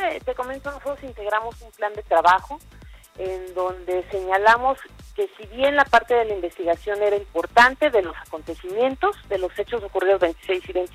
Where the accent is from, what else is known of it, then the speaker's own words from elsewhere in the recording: Mexico; la misma confusión que ustedes tienen y tenemos todos como sociedad mexicana